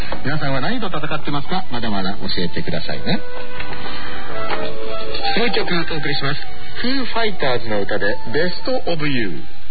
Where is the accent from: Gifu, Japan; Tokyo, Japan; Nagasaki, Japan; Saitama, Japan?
Saitama, Japan; Tokorozawa; 私は出身どこって聞かれて埼玉ですって言ったことはない、所沢ですっていうあるあるがちょっとあったりもしますけれどもね、